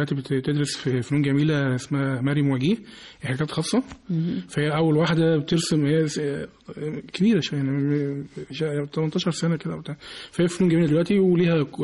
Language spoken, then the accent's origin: Arabic; Egypt; الملتقى اللي احنا بنعمله بشكل سنوي في عندنا في مصر هنا في دار الأوبرا